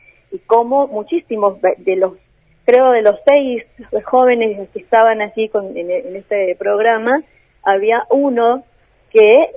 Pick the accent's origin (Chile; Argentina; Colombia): Colombia; uno como viviendo en el país, como colombiano